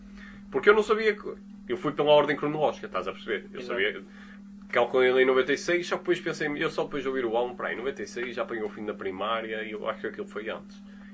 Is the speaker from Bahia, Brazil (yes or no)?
no; Belo Horizonte, Minas Gerais, Brazil; eu sou de Belo Horizonte